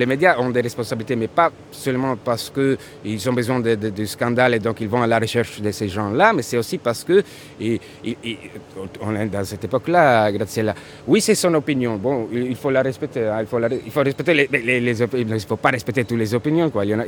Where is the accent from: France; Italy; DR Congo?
Italy; Calabria; French is a second language; moved away as an adult; also born or lived in Rome; Je suis né en Calabre, j'ai vécu en Calabre. Puis j'étais à Rome, j'ai vécu à Rome 10 ans, mais à Rome, j'étais toujours les Calabrais.